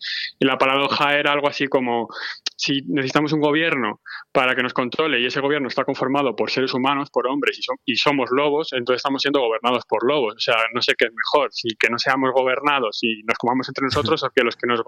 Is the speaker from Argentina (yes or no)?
no; Madrid, Community of Madrid, Spain; Sí, yo crecí en Madrid, o sea, me crié allá, sí, en Carabanchel.